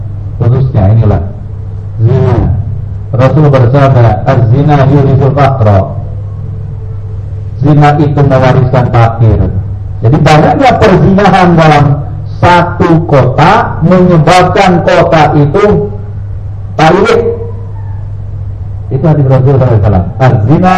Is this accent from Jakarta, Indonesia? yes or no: yes; Jakarta, Indonesia; Saya orang Jakarta bilangnya lancitan dulu.